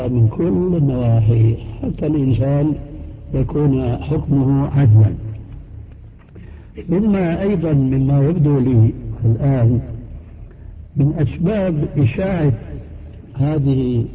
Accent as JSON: {"language": "Arabic", "country": "Syria", "said": "وهنا يقولون عندنا في سوريا شو هالشد"}